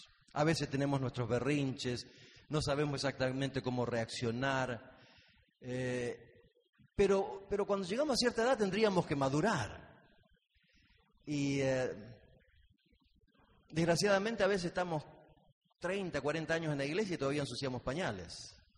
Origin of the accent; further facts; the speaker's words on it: Argentina; now in United States; La mayoría de ustedes saben que somos de Argentina. Vivimos en Estados Unidos